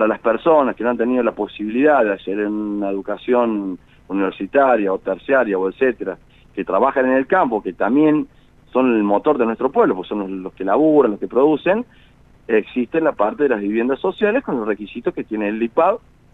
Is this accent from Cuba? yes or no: no; Río Cuarto, Córdoba, Argentina; also born or lived in Viamonte; Yo nací en Viamonte, pero me fui muy chiquito a Río Cuarto.